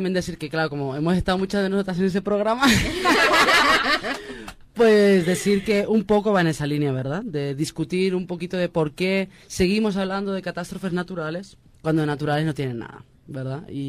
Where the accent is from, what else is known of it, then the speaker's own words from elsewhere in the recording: Spain; born there; a mí me toca como persona que nací en el Estado español, ¿verdad? Llamado también desde aquí Estado histérico.